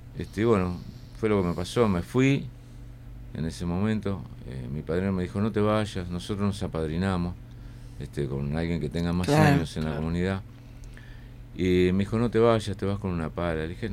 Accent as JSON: {"language": "Spanish", "country": "Uruguay", "also_born_or_lived": "Argentina", "moved": "yes", "said": "yo vengo de Argentina. Mi alcoholismo viene de allá, soy uruguayo. Pero bueno, en el exilio"}